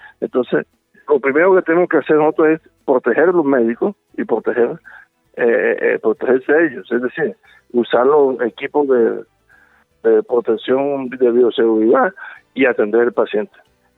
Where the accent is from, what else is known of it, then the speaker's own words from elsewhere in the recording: Córdoba, Colombia; yo vengo de Córdoba. Córdoba es famosa, desafortunadamente, por los benditos carteles.